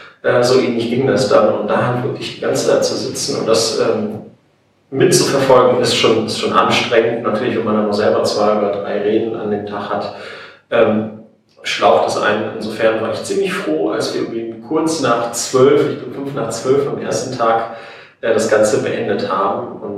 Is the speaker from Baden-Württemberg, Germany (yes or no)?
no; Neuss, North Rhine-Westphalia, Germany; Ich komme eigentlich aus Neuss und hatte heute zum ersten Mal das Vergnügen, hier nach Bochum kommen zu dürfen